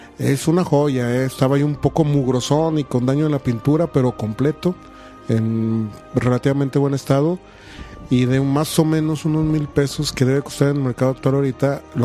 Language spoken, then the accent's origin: Spanish; Durango, Mexico; Cuando nos llegan a nosotros aquí a Durango, que a pesar que somos norte de la República, estamos algo retiradones